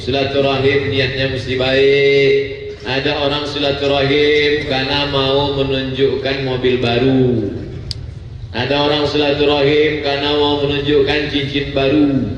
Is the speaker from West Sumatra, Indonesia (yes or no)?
yes; West Sumatra, Indonesia; now in Ponorogo, Indonesia; Sebenarnya ambo urang awak tapi dah cek lamo di Jawa maka bentuk iko lah.